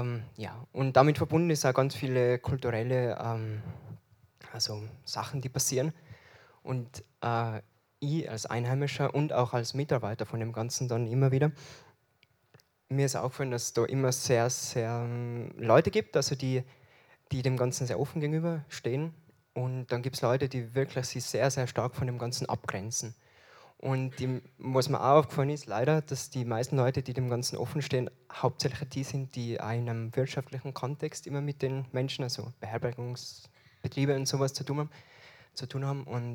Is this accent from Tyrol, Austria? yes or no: yes; Alpbach, Tyrol, Austria; ich bin in Alpbach aufgewachsen